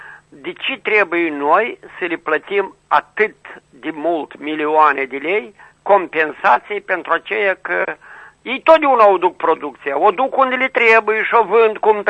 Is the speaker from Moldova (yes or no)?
yes; Chișinău, Moldova; sunt din Chișinău și vreau așa o problemă să o consult cu dumneavoastră.